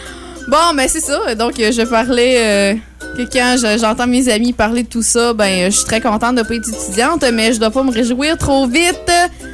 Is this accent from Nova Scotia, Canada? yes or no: no; Cap-Chat, Quebec, Canada; j'aimerais ça vous présenter un artiste de mon patelin Capuchat.